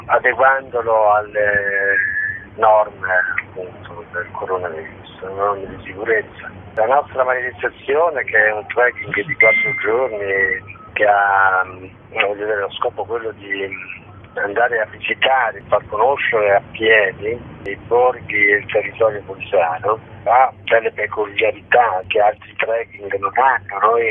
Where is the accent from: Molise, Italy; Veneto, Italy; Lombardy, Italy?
Molise, Italy; per poi arrivare a un paesino del Molise, che poi è il mio paese